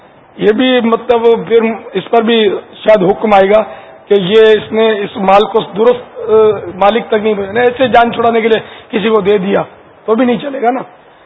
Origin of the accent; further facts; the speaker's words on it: Karachi, Sindh, Pakistan; born there; میں ہوں تو بیسکلی تو سندھی ہوں نا باب المدینہ کی پیدائش ہے میری لیکن بنیادی طور پہ مہمان ہوں مہمان سندھی ہم لوگ انڈین ہیں مہاجر ہیں ہمارے جو والدین وغیرہ ہجرت کر کے پاکستان آ کر آباد ہوئے تھے اور میں یہاں پیدا ہوا ہوں